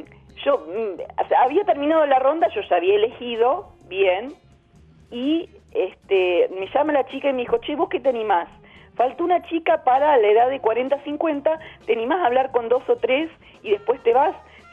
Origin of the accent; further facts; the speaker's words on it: Chubut, Argentina; yo vengo del interior de Chubut